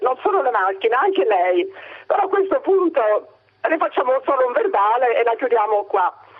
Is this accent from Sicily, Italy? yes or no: yes; Catania, Sicily, Italy; perché voleva mettere del vino comprato a Catania, noi siamo catanesi